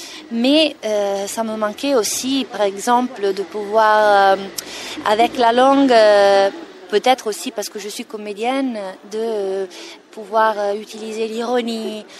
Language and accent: French; Italy; accent: Italian; French is a second language; moved away as an adult; now in France; en France, en étant arrivée à 33 ans, j'avais pas la possibilité vraiment d'enlever mon accent qui est très fort, et donc je pouvais simplement faire les italiennes